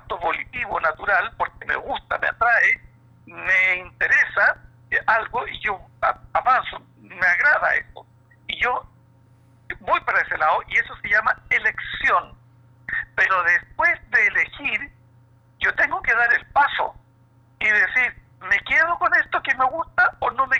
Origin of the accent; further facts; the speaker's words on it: Puente Alto, Santiago Metropolitan Region, Chile; nacido y criado en Puente Alto